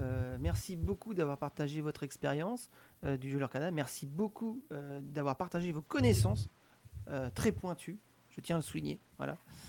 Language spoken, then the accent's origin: French; Normandy, France; Ah bah oui, je suis normand pur. Normand. Ouais. Là-bas, je suis de la Manche.